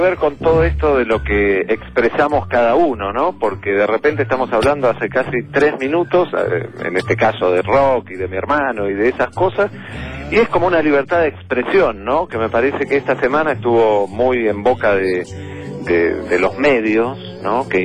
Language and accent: Spanish; Buenos Aires, Argentina; born there; Nací en Belgrano R.